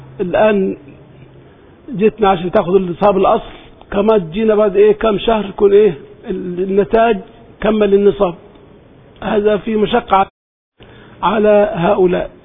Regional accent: Egypt; برضو عندنا في مصر حتى من قديمه

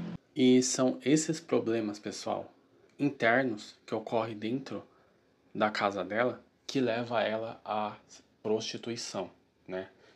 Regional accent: Brazil; Nós, que somos brasileiros, a gente consegue ver isso na nossa sociedade com muita facilidade

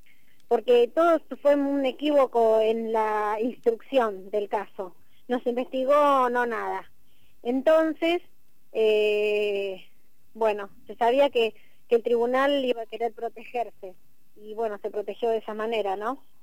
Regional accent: Moreno, Buenos Aires Province, Argentina; Nosotros somos del barrio Sanguinetti, en partido de Moreno.

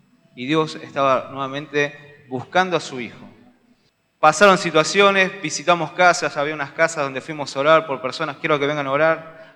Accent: Florencio Varela, Buenos Aires Province, Argentina; Somos de Florencio Varela, estamos en la iglesia de Nueva Esperanza, Dimensión de Vida, La Bautista.

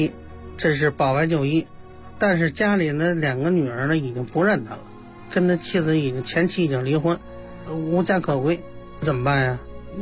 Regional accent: Xihongmen, Beijing, China; 我是呢土生土长的西红门的本地人

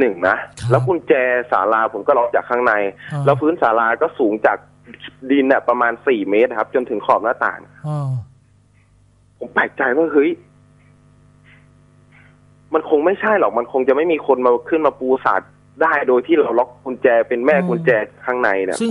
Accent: Loei, Thailand; ก็ผมเป็นคนจังหวัดเลยครับ

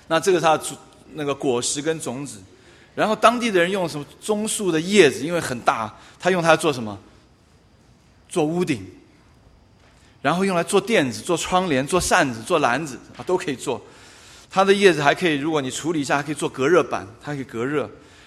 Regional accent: China; 不要想到我们中国人讲的那个塔玛哈

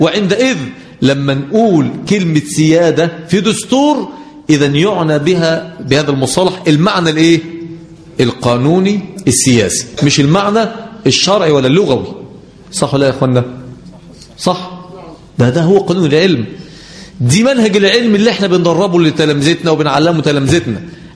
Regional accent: Egypt; احنا عندنا في مصر البراد اللي هو ايه؟ اللي بنغلي فيه المية

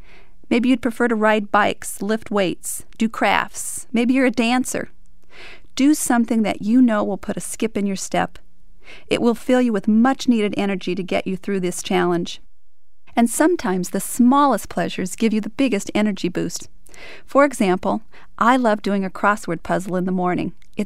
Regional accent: United States; I was doing what I got rewarded for as an American.

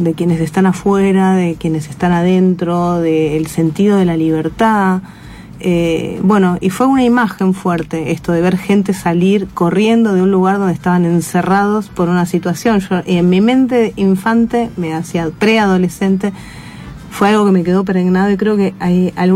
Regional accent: Mercedes, Buenos Aires Province, Argentina; yo crecí en Mercedes, provincia de Buenos Aires. Es una ciudad donde está, bueno, pasando Luján, zona oeste, donde está la cárcel de Mercedes

